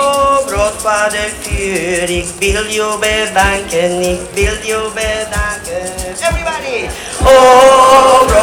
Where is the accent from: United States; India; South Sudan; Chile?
Chile; English is a second language; I come from Chile. I am of mixed blood, Mapuche and Chilean